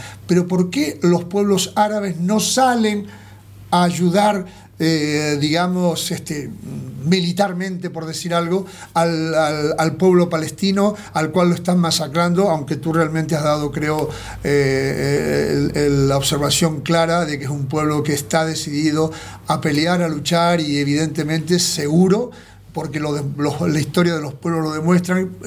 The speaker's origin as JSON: {"language": "Spanish", "country": "Argentina", "tie": "born there", "said": "Yo soy argentino de nacimiento, no soy de esos argentinos"}